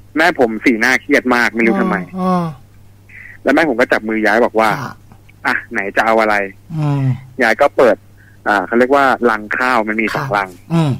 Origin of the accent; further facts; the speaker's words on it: Bangkok, Thailand; ผมเป็นคนกรุงเทพเรียนกรุงเทพเลยแต่ยายผมเป็นคนที่นั่น